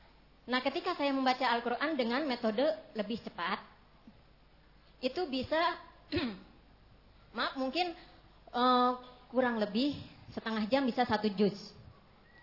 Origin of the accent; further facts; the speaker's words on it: Karawang, West Java, Indonesia; now in Klaten, Indonesia; dari Klaten dan asalnya saya dari Karawang, daerah Sunda.